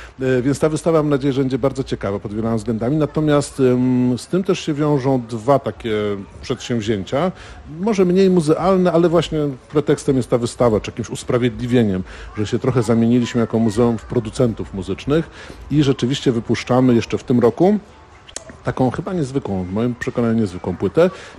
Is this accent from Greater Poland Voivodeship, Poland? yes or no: no; Tricity, Pomeranian Voivodeship, Poland; moved away as an adult; Przyjechałem na studia do Krakowa z Trójmiasta